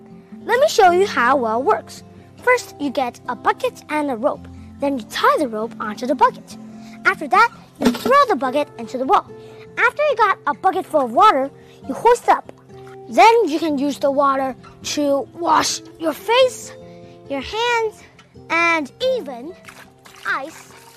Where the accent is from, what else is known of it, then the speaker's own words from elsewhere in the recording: Hangzhou, Zhejiang, China; I'm from Hangzhou, a beautiful and ancient city.